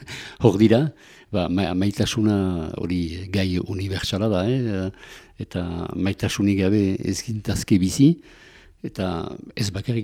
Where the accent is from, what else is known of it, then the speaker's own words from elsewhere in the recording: Lekuine, Nouvelle-Aquitaine, France; also born or lived in Azkaine; now in Arbonne, France; Azkaine utzi nuen hiru urte nituela. Eta aitaren lanaren gatik joan ginen bizitzerat, lekuinerat, lekuine Azparne ondoan.